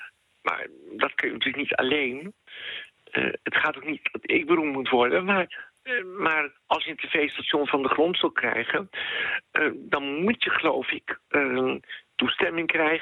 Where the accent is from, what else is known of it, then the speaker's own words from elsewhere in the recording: Soest, Utrecht, Netherlands; En dan, vroeger, ik kom uit Soest, had je met liedjes het land in.